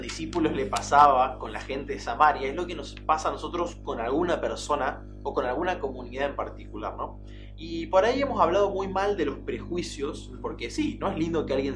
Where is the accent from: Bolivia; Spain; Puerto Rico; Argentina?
Argentina; Buenos Aires; los que somos de Buenos Aires, nos caracterizamos por ser un cachín desconfiados, un poquito. Es como que si sos de una gran ciudad